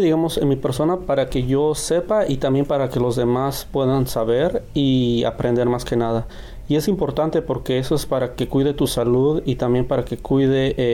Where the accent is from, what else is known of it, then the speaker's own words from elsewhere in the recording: Peru; soy de Perú.